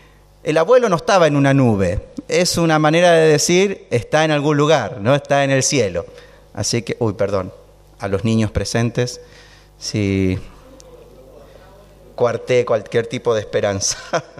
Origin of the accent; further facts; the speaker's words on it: Chile; somos chilenos con mi esposa, así que todo el tiempo la cordillera la transitamos en avión o caminando